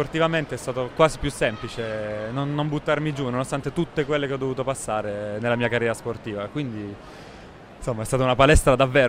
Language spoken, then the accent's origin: Italian; Sicily, Italy; io sono un mangione, sono siciliano